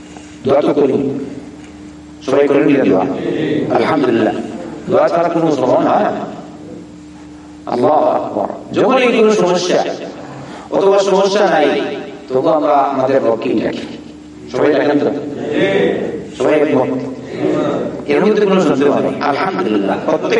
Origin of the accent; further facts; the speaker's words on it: Bangladesh; আমরা বাংলাদেশের লোকজন সবাই জানে ওসিলা দেয়